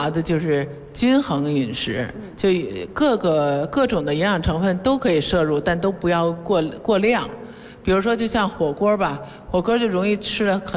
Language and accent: Chinese; China; 因为其实外国人的这个他汀用法用量啊，比我们中国人剂量得大一倍甚至两倍。